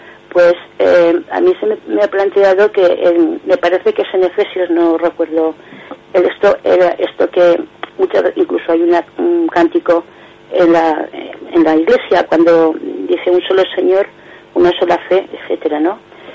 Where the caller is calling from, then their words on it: Zaragoza, Aragon, Spain; de Zaragoza.